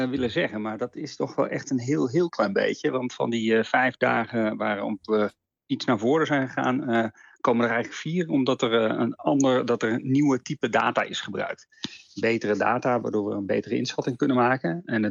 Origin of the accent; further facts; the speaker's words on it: Netherlands; Als iedereen op de wereld zou zo leven als wij als Nederlanders